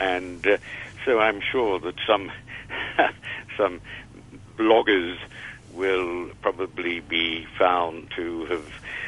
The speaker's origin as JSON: {"language": "English", "country": "Australia", "tie": "born or raised there", "said": "50 years ago, when I was growing up in Australia, it was widely reported"}